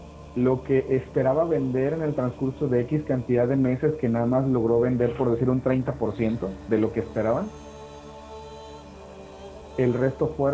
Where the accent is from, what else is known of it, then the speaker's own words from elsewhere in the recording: Chiapas, Mexico; now in Monterrey, Mexico; Yo no soy originario de Monterrey, yo soy de Chiapas.